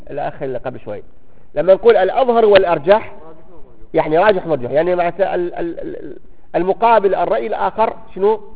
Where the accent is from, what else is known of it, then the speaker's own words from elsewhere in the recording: Baghdad, Baghdad Governorate, Iraq; فاليوم المفتى عندنا في بغداد